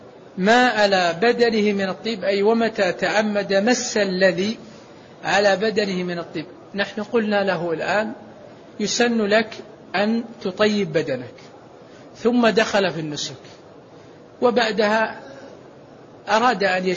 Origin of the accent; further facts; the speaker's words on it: Saudi Arabia; مثل البشوت التي عندنا في السعودية